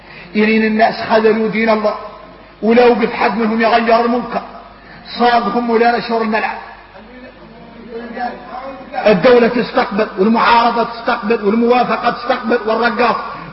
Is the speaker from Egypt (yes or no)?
no; Mauritania; واحنا موريتاني خارجنا من حب الدنيا يخلع